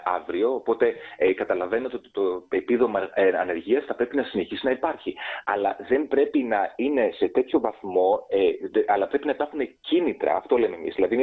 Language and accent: Greek; Greece; now in Belgium; στο Βέλγιο, στο οποίο ζω επίσης και 60% του χρόνου μου, γιατί είμαι Έλληνας διασποράς τα τελευταία 10 χρόνια.